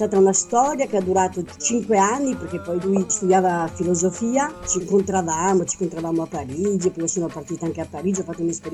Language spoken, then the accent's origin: Italian; Borca di Cadore, Veneto, Italy; now in Tunis, Tunisia; sono di un paese della montagna, del Cadore, di Borca di Cadore, cioè un paese vicino a Cortina d'Ampezzo. Ho frequentato l'Istituto d'Arte a Cortina d'Ampezzo. E quindi sono partita a Parigi per un viaggio, per visitare dei musei, eccetera. Avevo 23 anni.